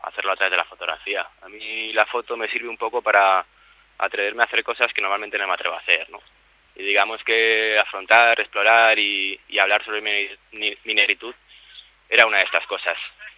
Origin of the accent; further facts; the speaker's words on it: Spain; Oye, ¿tú de dónde eres? Pero yo soy español. ¿Pero de dónde, no?